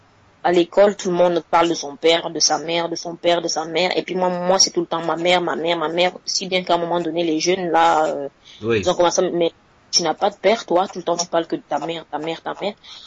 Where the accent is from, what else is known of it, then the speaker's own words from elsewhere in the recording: Cameroon; now in Switzerland; c'est l'équivalent du bac chez nous au Cameroun.